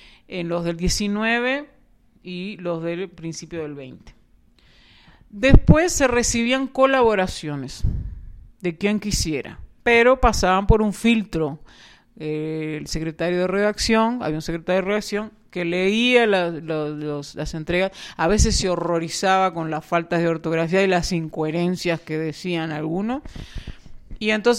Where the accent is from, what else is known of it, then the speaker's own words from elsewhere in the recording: Uruguay; no, nosotros somos uruguayos